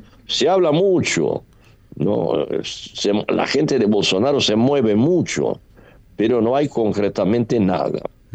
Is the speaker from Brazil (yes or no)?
yes; Brazil; Spanish is a second language; Porque no aceptan. ¿Por qué la bandera norteamericana? Somos brasileños.